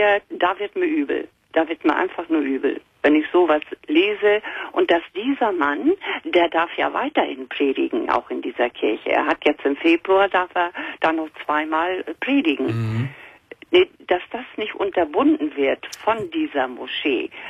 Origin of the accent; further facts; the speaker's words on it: Germany; Ich als Deutsche und als freie Frau, weißt du, ich bin 70, ich bin nie verheiratet gewesen, ich hab einen Sohn, den habe ich alleine großgezogen.